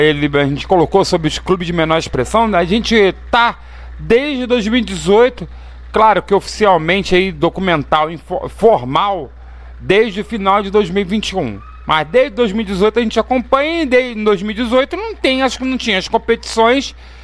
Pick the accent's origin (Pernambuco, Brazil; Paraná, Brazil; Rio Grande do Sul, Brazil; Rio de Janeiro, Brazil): Rio de Janeiro, Brazil; Mesquita; como sou de Mesquita, quem gerencia é a LSB, né?